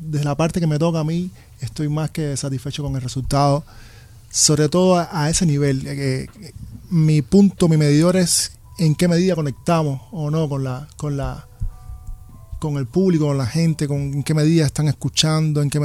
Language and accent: Spanish; Cuba; yo vengo de Cuba, donde es natural bailar.